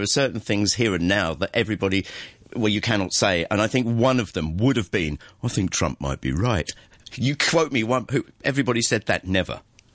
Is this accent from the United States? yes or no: no; England, United Kingdom; I'm English